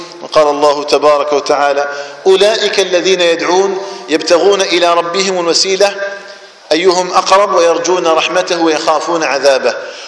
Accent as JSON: {"language": "Arabic", "country": "Algeria", "said": "بلدنا الجزائر"}